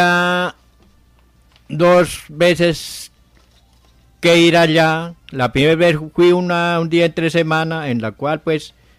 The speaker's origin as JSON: {"language": "Spanish", "town": "Socha", "region": "Boyacá", "country": "Colombia", "tie": "born or raised there", "said": "Yo soy nativo de Socha, Boyacá."}